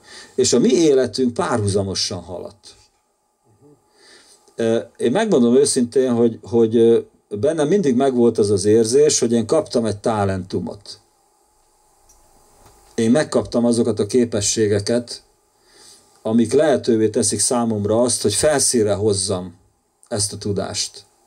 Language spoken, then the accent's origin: Hungarian; Kaposmérő, Somogy, Hungary; És ő miskolci volt ez a fiú, én kaposmérői vagyok.